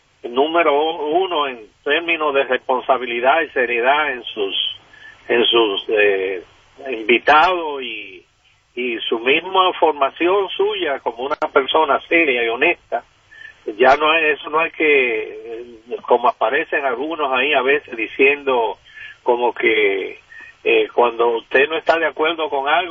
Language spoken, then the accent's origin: Spanish; Dominican Republic; now in United States; yo soy de origen dominicano y me da pena la situación en que está envuelto mi país. Digo, llevo muchos años por acá, por los Estados Unidos